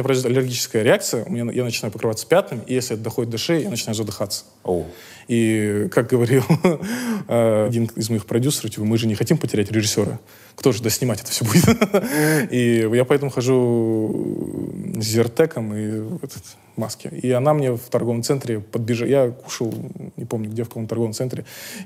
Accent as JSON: {"language": "Russian", "region": "Astana", "country": "Kazakhstan", "tie": "born or raised there", "lives_now": "Almaty, Kazakhstan", "said": "В Астане я рос, а в Алма-Ате как-то прошла моя молодость, ну, до сих пор идет."}